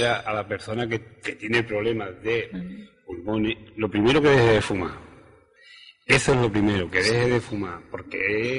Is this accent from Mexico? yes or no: no; Yaiza, Canary Islands, Spain; Otra cosa que quiero llamar a la sociedad de mi pueblo, de mi municipio, de Yaiza